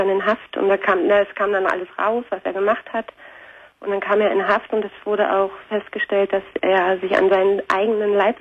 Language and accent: German; East Germany, Germany; ich komme aus der Ex-DDR. Mhm. Und dann sind meine Eltern nach Nordrhein-Westfalen gezogen.